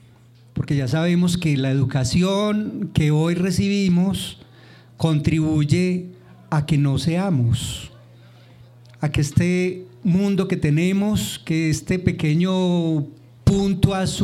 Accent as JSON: {"language": "Spanish", "town": "Santa Fe de Antioquia", "region": "Antioquia", "country": "Colombia", "said": "vengo desde Santa Fe de Antioquia."}